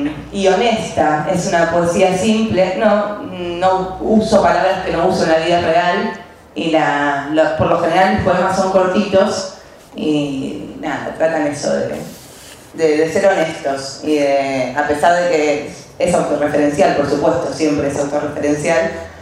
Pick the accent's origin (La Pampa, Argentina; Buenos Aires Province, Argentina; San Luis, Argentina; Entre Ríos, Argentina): Buenos Aires Province, Argentina; Quilmes; yo soy de Quilmes